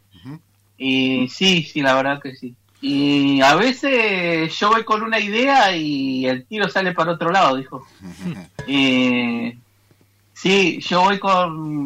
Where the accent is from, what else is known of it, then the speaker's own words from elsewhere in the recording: Comodoro Rivadavia, Chubut, Argentina; Soy de acá de Jeiqueque, mal conocido como Comodoro Rivadavia, acá la ciudad pegada al mar, que nació ahí de casualidad, pero acá estamos. Soy mapuche urbano